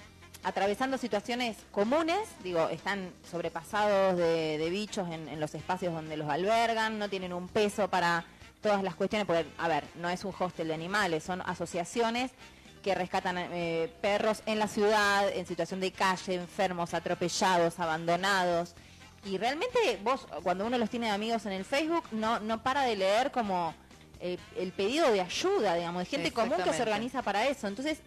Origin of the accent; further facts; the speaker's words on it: Buenos Aires, Argentina; yo soy de Buenos Aires y en realidad en Capital no se ven perros